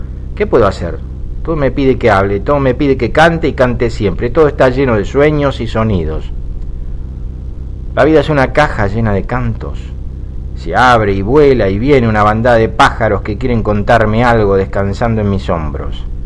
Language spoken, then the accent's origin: Spanish; Buenos Aires, Argentina; now in Mexico; proyectos como se hacen a veces en Buenos Aires, en mi país